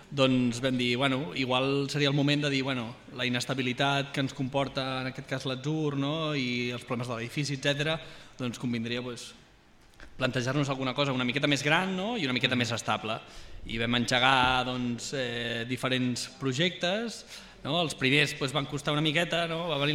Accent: Sabadell, Catalonia, Spain; molt amable amb els forasters, sobretot, que venim de Sabadell

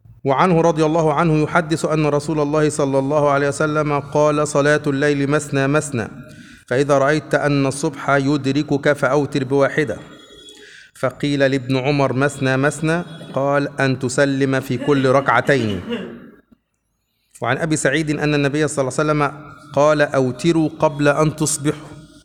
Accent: Upper Egypt, Egypt; كلمة بنقولها عندنا في الصعيد على فكرة إلى الآن

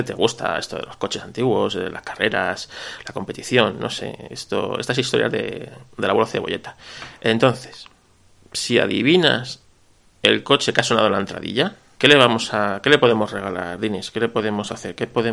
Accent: Spain; Yo soy un autónomo español.

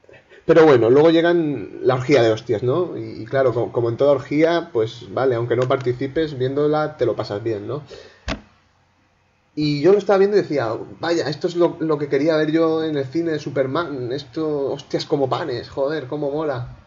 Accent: Orihuela, Valencian Community, Spain; yo soy de Orihuela, una pequeña ciudad de la provincia de Alicante, pero que está tan cerca de Murcia que somos casi murcianos.

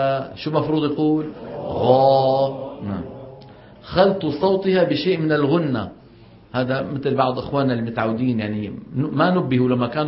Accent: Saudi Arabia; هذه مصيبة كمان ما انتشرها، هي عندنا بالسعودية مليانة

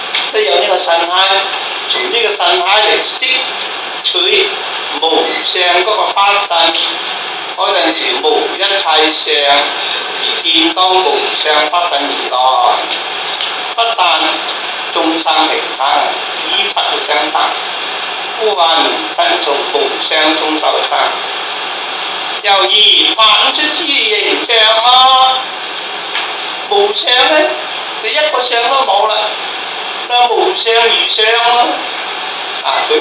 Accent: China; 麵包啊，等於我哋中國人咧做嗰啲麵差不多

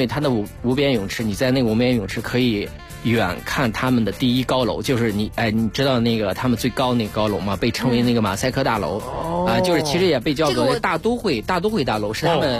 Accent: China; 不光是我们中国人去的特别多

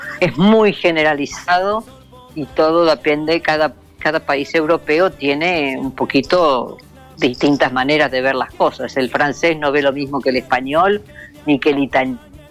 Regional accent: Argentina; born there; nací en la Argentina, nadie me dice nada

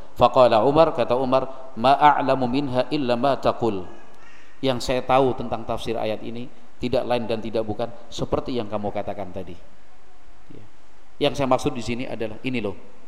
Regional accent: Java, Indonesia; Kalau kita orang Jawa itu kursi yang panjang terus lebar itu apa namanya?

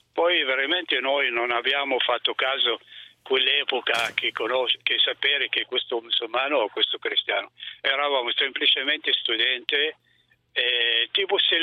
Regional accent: Syria; Italian is a second language; now in Italy; Io in Siria, nel mio paese, ho frequentato la scuola superiore in una scuola tutta cristiana

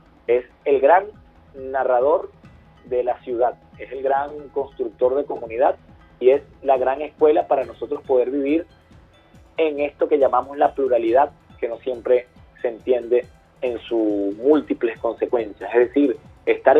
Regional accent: Venezuela; lo que verdaderamente somos los venezolanos y las venezolanas.

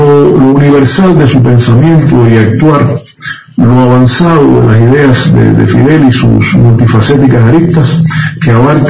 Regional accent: Cuba

